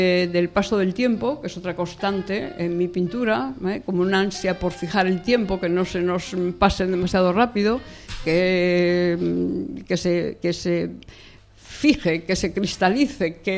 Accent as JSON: {"language": "Spanish", "region": "Asturias", "country": "Spain", "said": "soy una amante de Asturias y de todo lo que concierne a nuestra Asturias patria querida"}